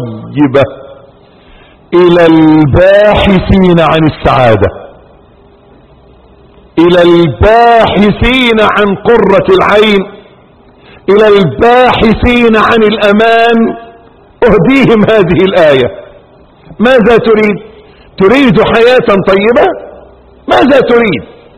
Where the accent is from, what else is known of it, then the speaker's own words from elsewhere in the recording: Egypt; ولعل من لا يعرف سر هذا الاسم، ان عندنا في مصر